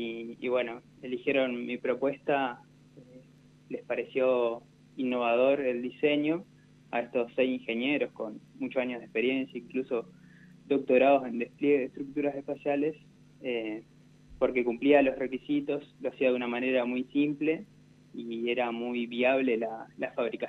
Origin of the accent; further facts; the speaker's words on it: Gualeguaychú, Entre Ríos, Argentina; now in Rosario, Argentina; Yo vengo de Gualeguaychú, Entre Ríos. Somos 6 hermanos y fuimos yendo de a uno a Rosario a estudiar en la universidad pública.